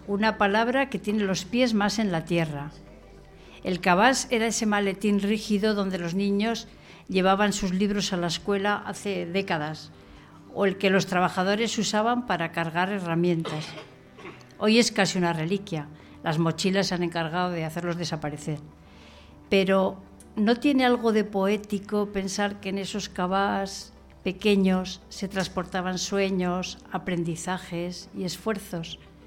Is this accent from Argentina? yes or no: no; San Millán, La Rioja, Spain; de San Millán